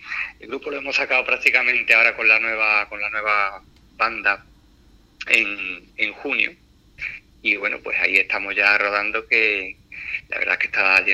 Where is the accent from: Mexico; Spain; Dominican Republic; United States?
Spain; Puerto Serrano, Andalusia; un amigo de Puerto Serrano, yo soy de Puerto Serrano